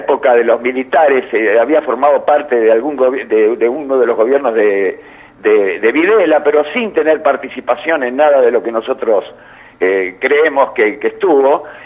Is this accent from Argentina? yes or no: yes; Argentina; yo no me quiero meter en la misma bolsa, pero me meto en la misma bolsa como argentino.